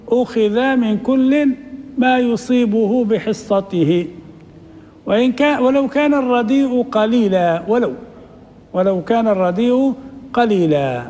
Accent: Libya; معروف عندنا في ليبيا هذا

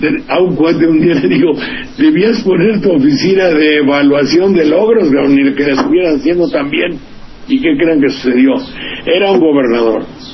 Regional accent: Veracruz, Mexico; los 750 individuos de un pueblito de 3.000 habitantes, se llama Coyolillo, junto a mi pueblo

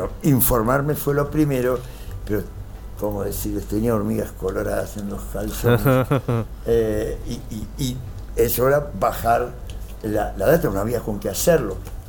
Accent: United States; me criaron de muy chiquitito en Estados Unidos, soy nacido acá.

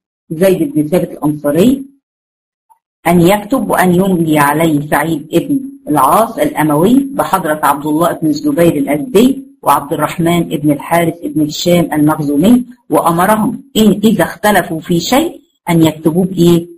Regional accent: Egypt; accent: Egyptian; زي مثلا يعني انا مثلا لهجتي مصرية

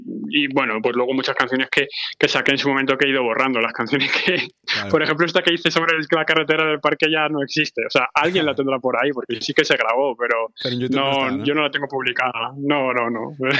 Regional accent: Madrid, Community of Madrid, Spain; Sí, yo crecí en Madrid, o sea, me crié allá, sí, en Carabanchel.

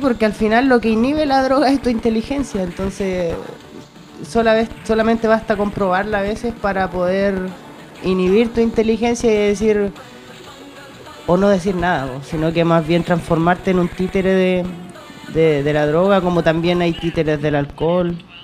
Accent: Tocopilla, Antofagasta, Chile; Mira, yo vengo del norte del país, de una ciudad de... Bueno, yo vengo de Tocopilla.

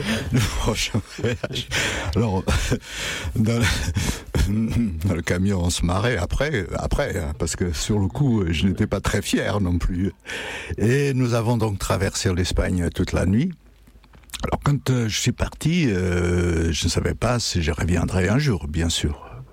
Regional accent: Setúbal, Portugal; now in France; Moi aussi, quand je suis parti du Portugal, ce n'était pas pour rester en France. Je devais aller à Hambourg parce que les copains de la plage, là, à Setúbal, on devait aller travailler déjà dans des cargos à Hambourg

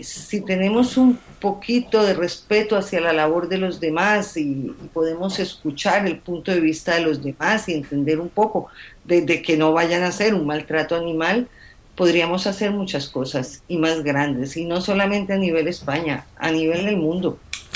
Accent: Colombia; born there; moved away; yo soy colombiana de nacimiento y me duele mucho lo que pasa en Colombia.

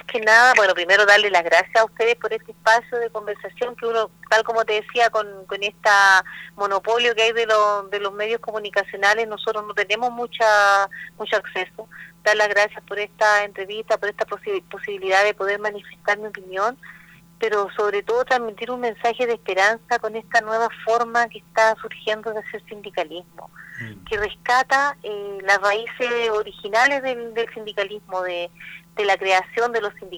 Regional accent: Chile; nosotros tenemos que tender como trabajadores y como chilenos a convertirnos en un país desarrollado

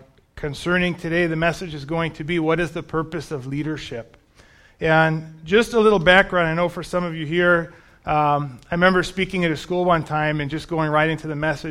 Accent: Bronx, New York, United States; And I grew up in the Bronx.

